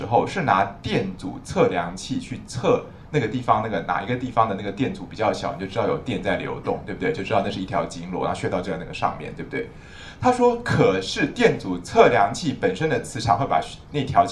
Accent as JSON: {"language": "Chinese", "country": "China", "said": "像官员我们中国人说夏秋之交灸官员，对不对？"}